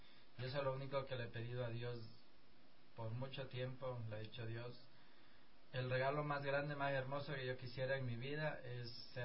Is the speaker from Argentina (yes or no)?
no; Guaranda, Bolívar, Ecuador; Yo vengo de la provincia de Bolívar, de la ciudad de Guaranda